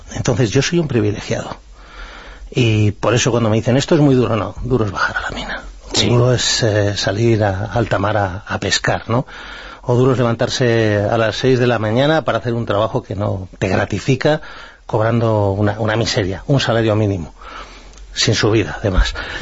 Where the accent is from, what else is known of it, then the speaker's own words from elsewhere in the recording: Spain; yo me considero un patriota, me considero español